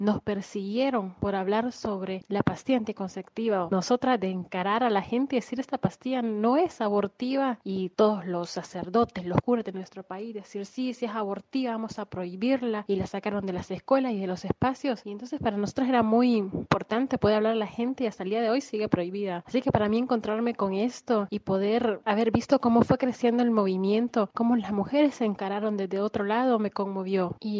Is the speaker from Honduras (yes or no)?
yes; Honduras; moved away as an adult; now in Argentina; de Honduras. Vivo en Argentina desde el 2013.